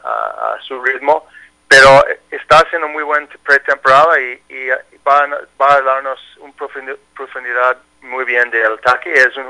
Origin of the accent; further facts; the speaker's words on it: United States; Spanish is a second language; como yo soy americano pero habla español, yo puedo comunicar con los dos grupos.